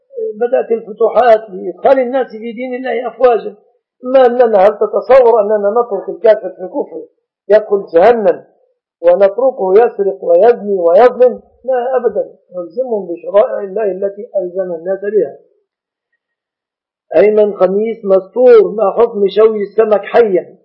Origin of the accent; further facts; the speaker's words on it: Egypt; فمثلا بلادنا مصر لا يخفى أن فيها ظلم